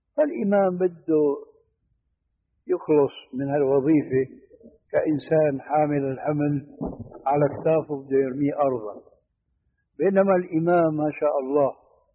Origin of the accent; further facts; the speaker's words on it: Syria; هذه عندنا في الشام في سوريا مشهور هذا الحديث، وجئت هنا وسمعته أيضا وهكذا.